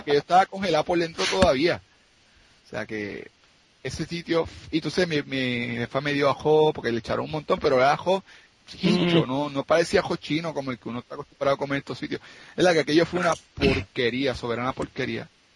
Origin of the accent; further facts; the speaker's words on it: Ponce, Puerto Rico; lo tengo que decir, soy de Ponce, pero está más linda que la de Ponce